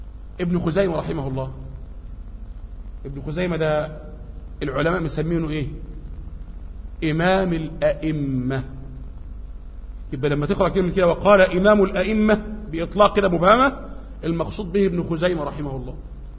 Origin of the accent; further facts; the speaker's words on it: Egypt; في بعض الأماكن عندنا في مصر هنا